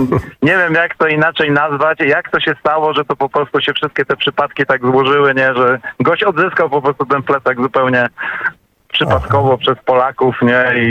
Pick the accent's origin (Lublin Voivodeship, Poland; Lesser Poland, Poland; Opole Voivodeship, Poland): Opole Voivodeship, Poland; Opole; ja z Opola